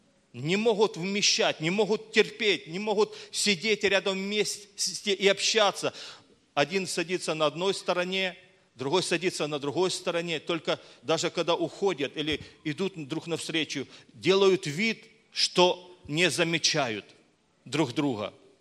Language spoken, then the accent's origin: Russian; Crimea, Ukraine; now in Donetsk, Ukraine; я еду вот к себе домой в Донецк, хотя я сам родом с Крыма и родился там, и вырос там, вот, ну, вот, у меня просто, я даже до сих пор там прописан.